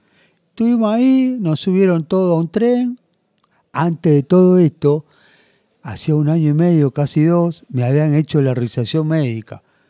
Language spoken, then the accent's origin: Spanish; Buenos Aires, Argentina; Yo soy de acá de Capital